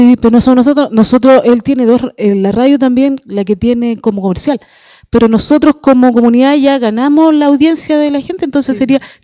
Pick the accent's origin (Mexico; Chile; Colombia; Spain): Chile; Alhué, Santiago Metropolitan Region; Yo vengo de la comuna de Alhué, al interior de Melipilla.